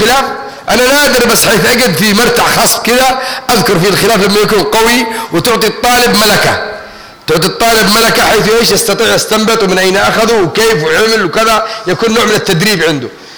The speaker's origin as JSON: {"language": "Arabic", "town": "Taiz", "region": "Taiz Governorate", "country": "Yemen", "said": "من المعافر من المنطقة اللي انا فيها من تعز"}